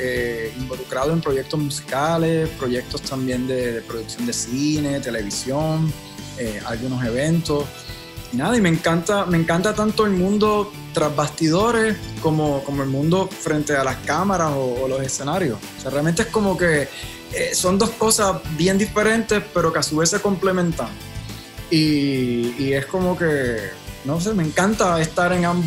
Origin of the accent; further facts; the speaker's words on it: San Juan, Puerto Rico; now in Jersey City, United States; yo vengo de San Juan, Puerto Rico. Actualmente vivo en Jersey City, New Jersey.